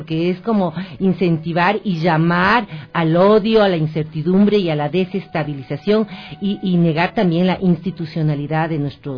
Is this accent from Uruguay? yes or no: no; Ecuador; somos ecuatorianos, como dice, todos vivimos en este país del Ecuador, de la mitad del mundo